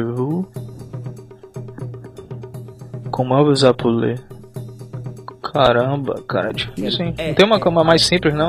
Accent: Macapá, Amapá, Brazil; born there; lá na minha cidade, lá onde eu nasci, Macapá, é perto da Guiana Francesa, né? E lá o pessoal fala o dialeto crioulo, se não me engano. Aí tem um pessoal que fala bem francês lá na minha cidade, entendeu? Mas eu não tive tempo de aprender.

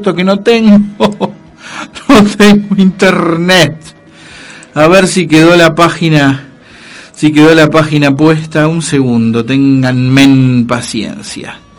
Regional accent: Argentina; nosotros los argentinos nunca oprimimos y masacramos a los uruguayos.

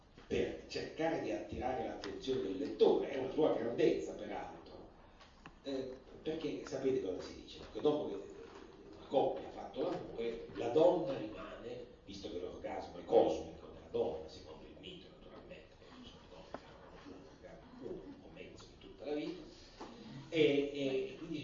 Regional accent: Piedmont, Italy; io vengo dal Piemonte, dalla mia origine

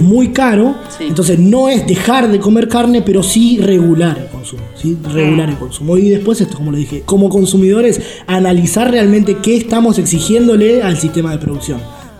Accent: Argentina; porque es algo que nosotros como argentinos consumimos un montón.

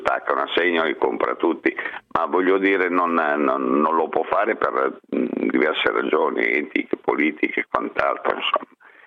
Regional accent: Emilia-Romagna, Italy; sono romagnolo sentimentale

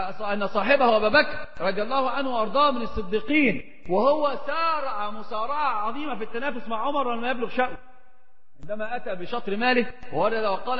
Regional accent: Egypt; عندنا في مصر يقولون مثل عظيم جدا

